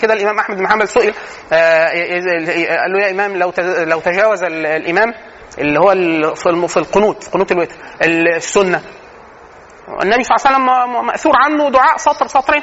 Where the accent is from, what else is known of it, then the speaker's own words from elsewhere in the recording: Egypt; ودي من العادات السيئه عندنا فينا كمصريين،